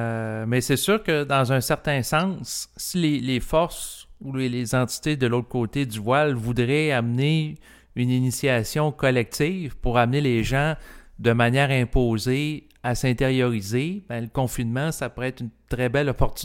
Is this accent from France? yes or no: no; Quebec City, Quebec, Canada; parce que moi, je viens de Québec, j'ai suivi le dossier.